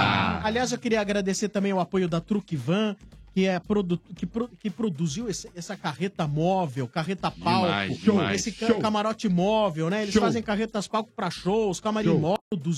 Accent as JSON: {"language": "Portuguese", "town": "Ipauçu", "region": "São Paulo", "country": "Brazil", "said": "Eu sou de Ipauçu, interior de São Paulo."}